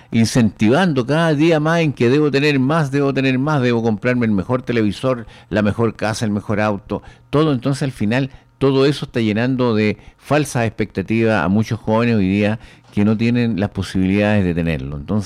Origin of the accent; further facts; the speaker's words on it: Chile; tenemos que unirnos como chilenos